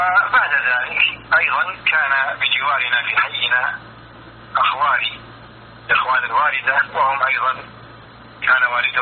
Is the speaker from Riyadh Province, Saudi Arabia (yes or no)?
yes; Riyadh, Riyadh Province, Saudi Arabia; born there; أنا ولدت في مدينة الرياض عام 76 هجرية